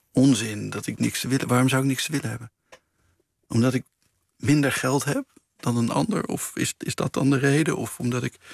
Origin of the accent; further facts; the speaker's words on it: North Brabant, Netherlands; Nee, ik groeide op in Brabant.